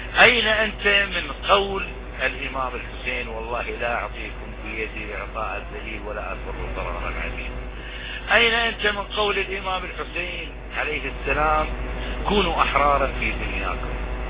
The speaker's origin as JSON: {"language": "Arabic", "country": "Iraq", "said": "نحن كلنا عراقيين"}